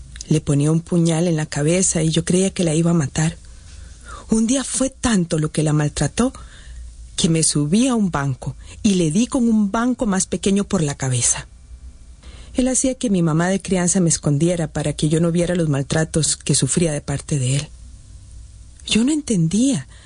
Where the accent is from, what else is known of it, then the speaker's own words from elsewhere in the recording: San José, Costa Rica; born there; Nací en San José hace 57 años.